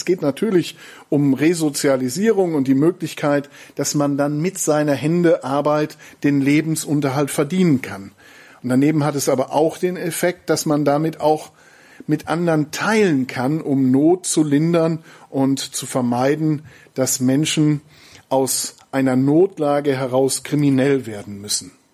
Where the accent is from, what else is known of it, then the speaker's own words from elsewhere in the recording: North Rhine-Westphalia, Germany; Ich komme ja, wie gesagt, aus dem Siegerland